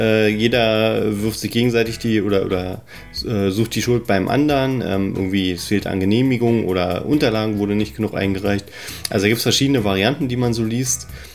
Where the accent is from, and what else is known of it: Berlin, Germany